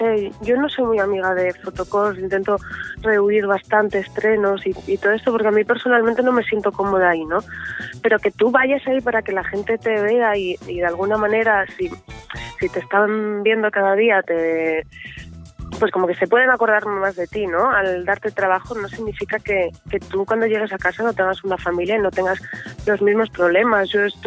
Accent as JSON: {"language": "Spanish", "region": "Asturias", "country": "Spain", "said": "Si puedo trabajar en mi tierra sería maravilloso. Si trabajo en una serie que es la de toda España, pues maravilloso también. Me encantaría poder trabajar en Asturias, ¿no?"}